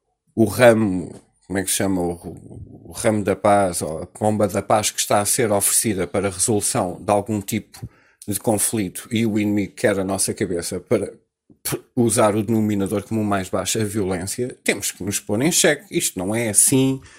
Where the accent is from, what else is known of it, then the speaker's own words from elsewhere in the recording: Portugal; E nós, como portugueses, continuamos a mandar fora estas oportunidades